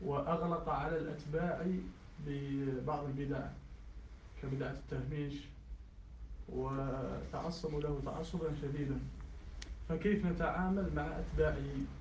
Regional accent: Algeria; عندنا في الجزائر ابتلينا بتأثر بهذه الفتنة الأخيرة، ونشأت تحتها فتنة أخرى في بلدنا

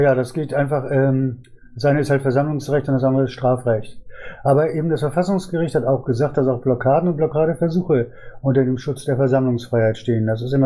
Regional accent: Dortmund, North Rhine-Westphalia, Germany; Ja, ich bin also aus Dortmund.

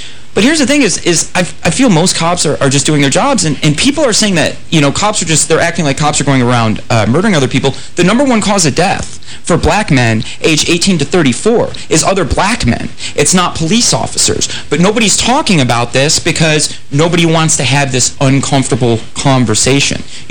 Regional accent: New York, United States; No, I mean, you see it in growing up in New York, as I did.

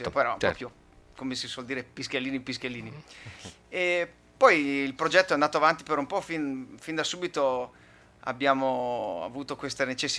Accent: Occhiobello, Veneto, Italy; Io sono il più vicino, sono di Occhiobello

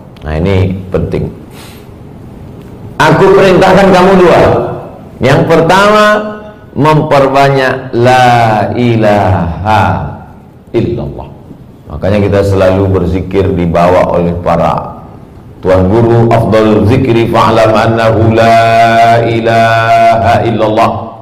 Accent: Sumatra, Indonesia; Saya dari pulau Sumatera, bapak ibu di pulau Kalimantan. Suku juga berbeda, bahasa juga berbeda.

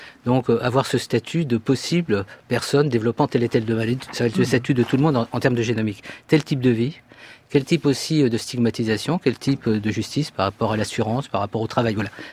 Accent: France; Est-ce qu'on a une parole au niveau international à porter en tant que Français

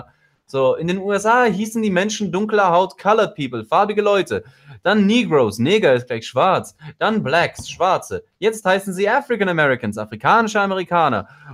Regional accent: Russia; Ich komme ja aus Russland so, und in Russland ist es vollkommen normal

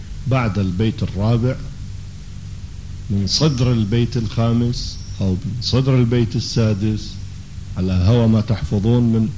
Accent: Iraq; accent: Iraqi; اللي هي سكليتر بلهجتنا العراقية أو دعسة البنزين

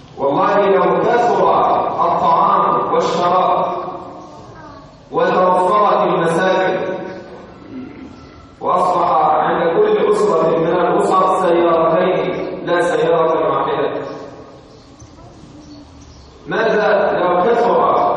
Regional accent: Egypt; عندنا في مصر بعض المحاكم في بعض المحافظات كأنها عزة

